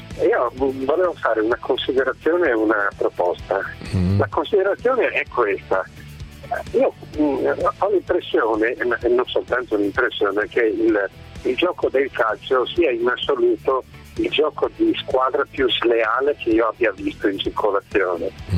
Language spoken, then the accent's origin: Italian; Treviso, Veneto, Italy; Io sono di Treviso e quindi qui impera un po' il rugby più che il calcio.